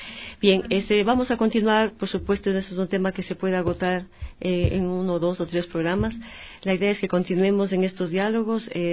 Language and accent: Spanish; Ecuador; los consumidores que somos los ecuatorianos y las ecuatorianas